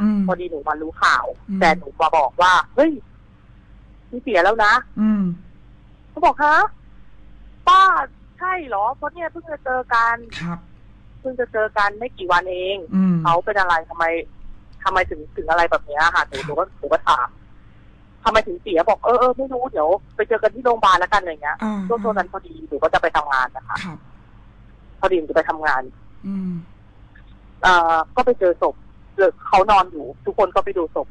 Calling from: Bangkok, Thailand

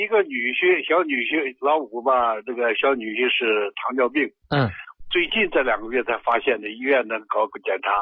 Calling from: Urumqi, Xinjiang, China; 我是乌鲁木齐的。

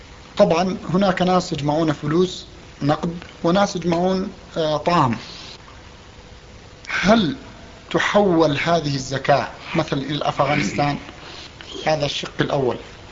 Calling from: Canada; ثم أرسلته الفلوس أنا من كندا فوصلت بعد العيد

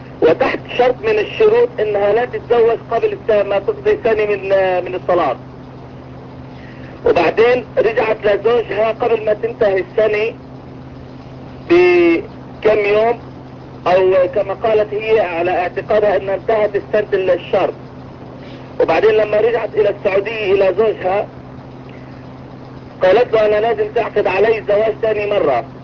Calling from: United States; أنا بتكلم من أمريكا.

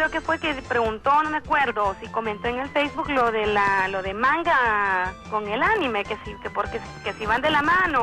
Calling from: Tegucigalpa, Francisco Morazán, Honduras; De aquí de Tegucigalpa

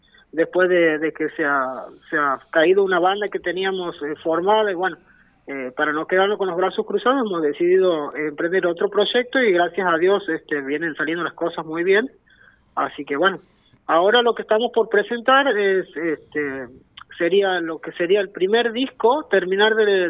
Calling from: Santiago del Estero, Argentina; soy baterista de … Desde Santiago del Estero estamos en comunicación.

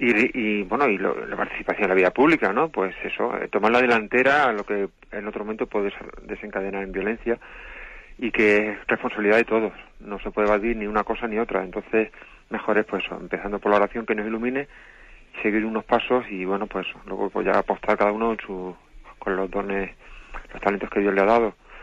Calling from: Alicante, Valencian Community, Spain; de Alicante.

